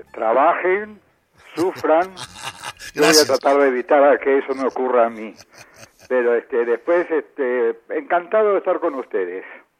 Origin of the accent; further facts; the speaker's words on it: Paraguay; born there; Nací en Paraguay, en una colonia de irlandeses australianos.